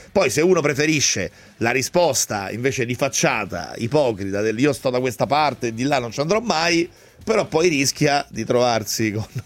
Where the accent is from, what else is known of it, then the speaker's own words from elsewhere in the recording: Rome, Lazio, Italy; La dico da romano.